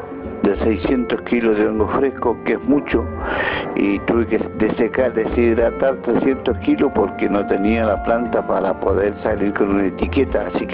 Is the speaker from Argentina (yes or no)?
yes; J.J. Gómez, Río Negro, Argentina; de JJ Gómez